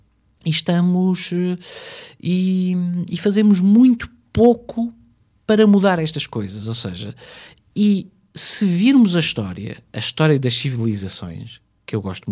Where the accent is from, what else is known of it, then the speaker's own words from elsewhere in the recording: Portugal; chegámos porque somos portugueses.